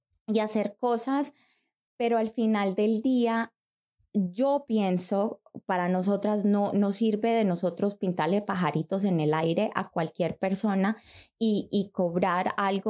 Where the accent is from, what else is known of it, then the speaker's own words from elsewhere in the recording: Colombia; yo soy colombiana.